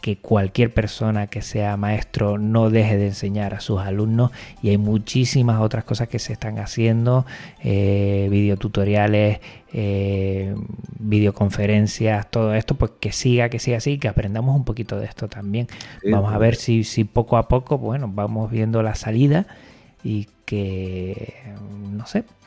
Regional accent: Canary Islands, Spain; aquí tú y yo, Frank, que somos de Canarias

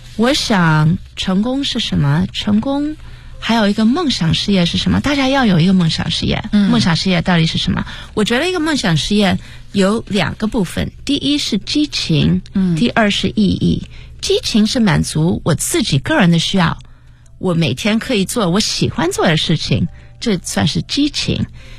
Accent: United States; 我在美国长大，我是一个中国小姑娘，我今年48岁，所以我自己是1969年在美国出生

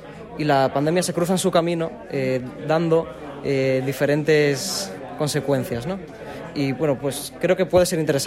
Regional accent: Nava, Asturias, Spain; pero yo soy de Nava, es donde vivo.

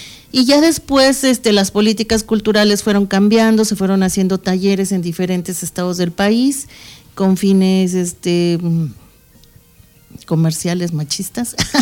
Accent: Mexico City, Mexico; born there; antes que nada, soy mexicana. Cuando me dicen, eres de la Ciudad de México, sí, yo nací ahí.

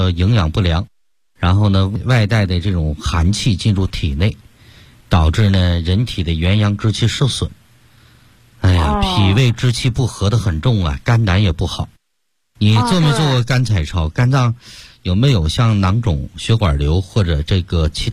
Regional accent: Beijing, China; 纠正这个根儿我们北京人不是说病根儿吗？

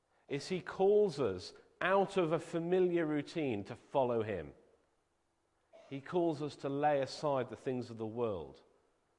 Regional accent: Liverpool, North West England, United Kingdom; When I was at school, growing up in Liverpool, just about everyone else in my school would be found on a Saturday afternoon

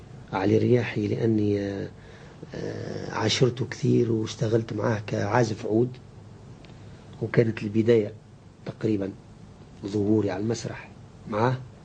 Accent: Sfax, Sfax Governorate, Tunisia; الموسيقى في مدينة صفاقس اللي هي معناها مسقط رأسي

